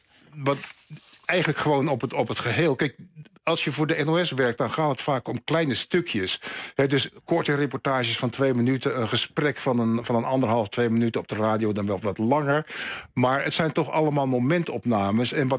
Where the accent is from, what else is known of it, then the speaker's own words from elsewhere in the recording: Netherlands; Ik ben natuurlijk gewoon in mijn hart nog gewoon een polderjongen. En Nederland is mijn vaderland en zal het ook altijd blijven.